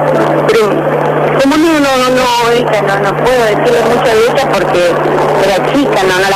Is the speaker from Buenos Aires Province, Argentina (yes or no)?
no; Mendoza, Argentina; yo soy de Mendoza